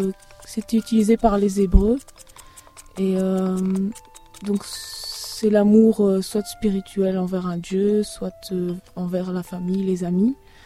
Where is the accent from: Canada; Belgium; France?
Belgium; Tournai, Wallonia; Je viens de Tournai.